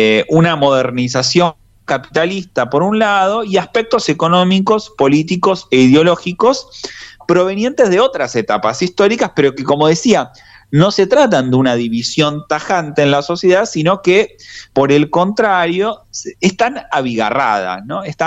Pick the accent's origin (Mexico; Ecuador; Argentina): Argentina; en nuestro caso como argentinos y argentinas, preocupado también